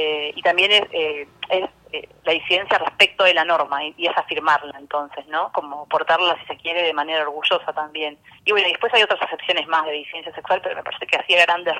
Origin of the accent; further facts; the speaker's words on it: Buenos Aires, Argentina; Igual quería hacer una aclaración, que soy de Buenos Aires.